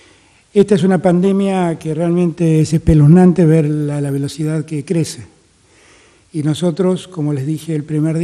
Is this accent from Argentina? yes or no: yes; Argentina; tenemos que estar muy contentos como argentinos